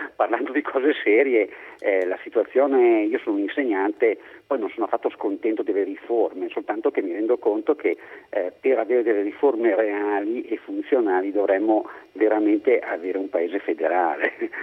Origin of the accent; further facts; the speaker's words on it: Lombardy, Italy; io tranquillamente da lombardo voterò